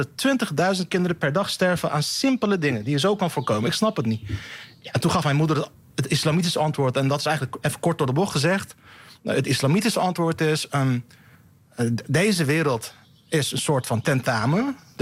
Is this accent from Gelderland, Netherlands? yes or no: no; Rotterdam, South Holland, Netherlands; Ik groeide dus op in Rotterdam-Zuid in een wijk waar, dit is begin jaren 90, Hans Janmaat heel populair was.